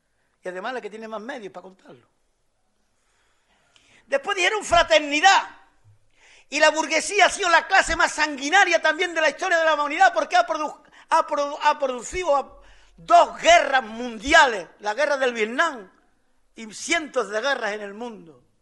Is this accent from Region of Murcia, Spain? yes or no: no; Andalusia, Spain; como trabajadores y como andaluces